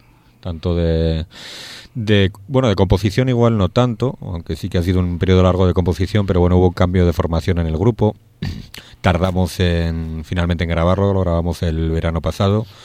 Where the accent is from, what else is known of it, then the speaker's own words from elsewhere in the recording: Portugalete, Basque Country, Spain; desde luego la ciudad de mi infancia y la ciudad actual, pues, no creo que es otra ciudad. Sobre todo mi pueblo, Portugalete, pues, ha cambiado enormemente.